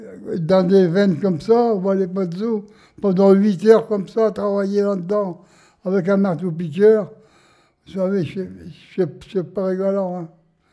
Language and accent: French; Wingles, Hauts-de-France, France; born there; Ici, j'ai 96 ans. Non, je suis né à Vingles. À Vingles, oui.